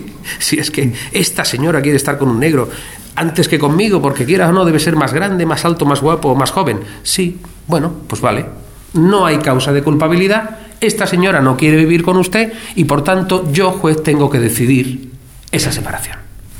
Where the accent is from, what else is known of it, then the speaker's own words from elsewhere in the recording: Archidona, Andalusia, Spain; Mire usted, yo soy de Archidona, aquí tienen ustedes un juzgado.